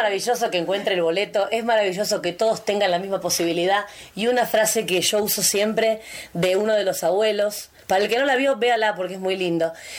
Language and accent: Spanish; Buenos Aires, Argentina; born there; moved away as an adult; now in Bariloche, Argentina; Nací en Buenos Aires.